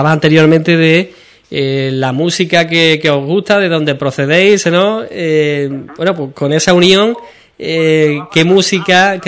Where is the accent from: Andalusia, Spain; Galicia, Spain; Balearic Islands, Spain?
Andalusia, Spain; Ubrique; porque soy de aquí, de Ubrique